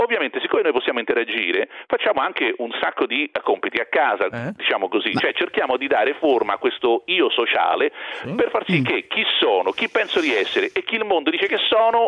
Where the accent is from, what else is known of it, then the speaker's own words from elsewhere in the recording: Rome, Lazio, Italy; born there; lo sanno tutti che si sente anche dall'accento che sono nato a Roma